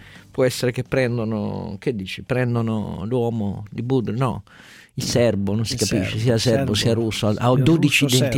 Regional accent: Turin, Piedmont, Italy; da torinese si sono piegato in due amaramente

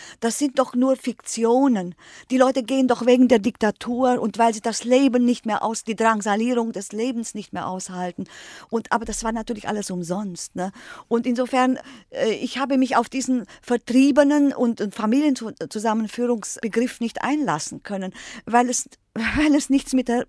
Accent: Germany; ich bin Deutsche und politisch verfolgt.

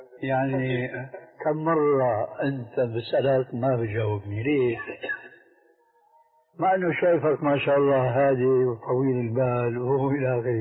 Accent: Syria; في بنطلون عندنا في الشام مضى عليه زمن

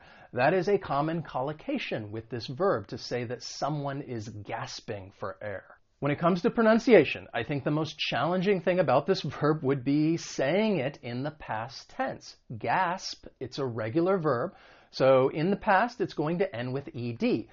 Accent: United States; accent: American; when it comes to the American accent, because I'm from the United States

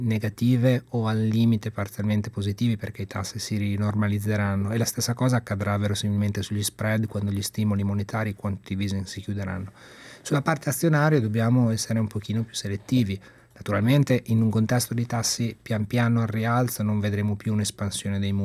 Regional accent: Imola, Emilia-Romagna, Italy

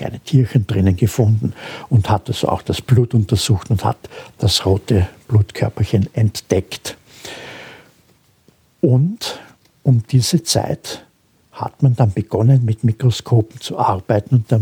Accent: Austria; man vergisst das oft und ich darf das als Österreicher sagen

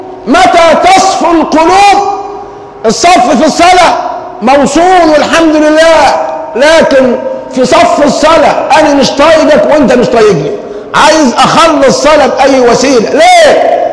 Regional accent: Egypt; وأزمتنا كمصريين أزمة حب

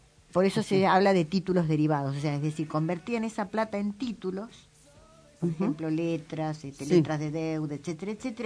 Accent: Argentina; pagamos todos nosotros como pueblo argentino

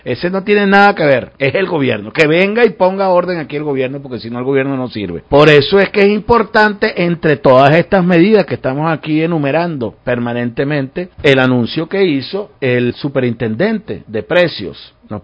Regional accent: Venezuela; Eso es lo que nos corresponde con responsabilidad como venezolanos.

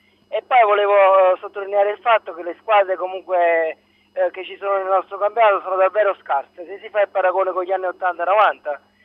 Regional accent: Salerno, Campania, Italy; io sono di Salerno, tifo per la Salernitana

